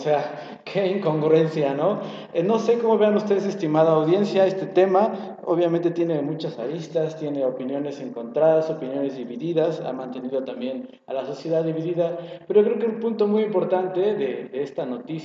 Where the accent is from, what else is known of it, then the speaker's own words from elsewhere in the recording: Mexico; Y como mexicanos nos conviene que gane